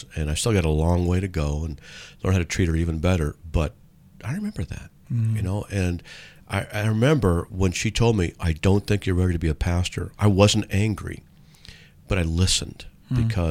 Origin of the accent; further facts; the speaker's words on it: San Diego, California, United States; some of the people in there are from my hometown in San Diego.